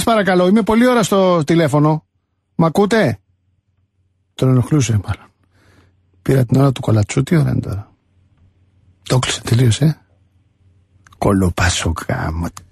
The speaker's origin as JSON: {"language": "Greek", "town": "Moudania", "region": "Central Macedonia", "country": "Greece", "said": "Εγώ που θέλω να στείλω κάποια κείμενα, είμαι από τα Μουδανιά."}